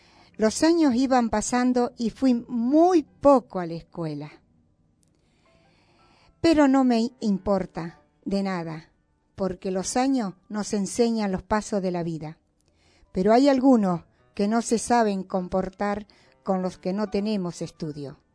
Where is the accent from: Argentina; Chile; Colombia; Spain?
Argentina; Sauce de Luna, Entre Ríos; Soy entrerriana, señores. Vengo de los pagos de Sauceluna, provincia de Entre Ríos.